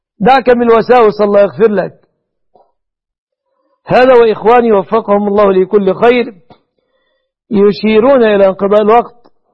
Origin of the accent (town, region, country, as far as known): Egypt